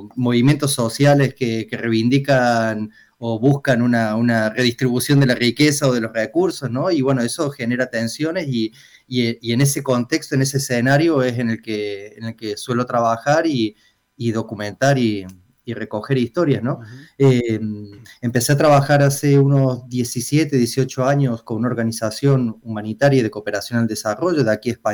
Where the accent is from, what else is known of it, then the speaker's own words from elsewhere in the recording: Córdoba, Argentina; accent: Cordoban; moved away as an adult; now in Barcelona, Spain; Y llevo desde el 2000, octubre del 2000, llegué el 12 de octubre del 2000 aquí a Barcelona